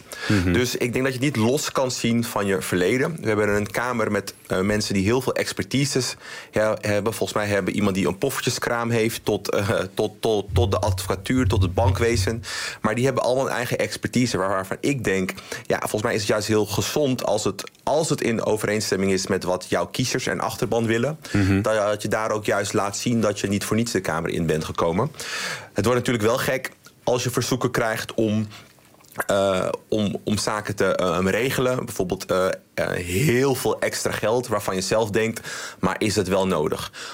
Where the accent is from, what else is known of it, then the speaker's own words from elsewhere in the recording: Amsterdam, North Holland, Netherlands; nou, ik ben een Amsterdammer.